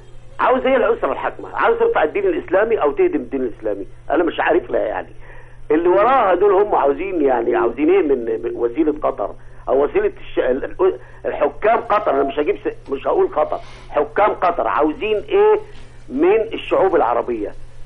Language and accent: Arabic; Upper Egypt, Egypt; الدويلة الصغيرة دي اللي عدد سكانها ما يجيش نجعين ثلاثة عندنا في الصعيد هنا